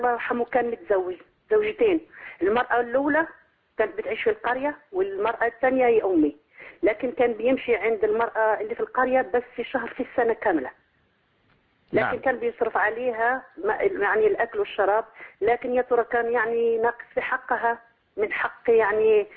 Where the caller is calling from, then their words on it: Netherlands; من هولندا.